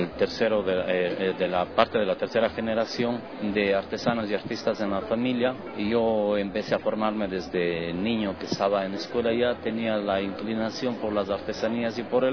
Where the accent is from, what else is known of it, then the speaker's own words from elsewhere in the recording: Cuenca, Azuay, Ecuador; Somos de Cuenca y estoy ubicado en la parte colonial de la ciudad, en la calle Larga 508 y Mariano Cueva, junto a la iglesia de Todos Santos.